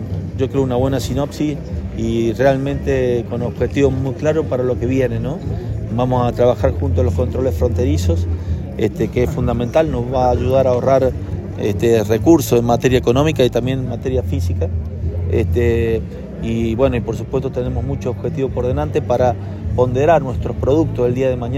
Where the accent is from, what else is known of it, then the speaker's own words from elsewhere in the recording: San Juan, Argentina; Acá somos todos sanjuaninos.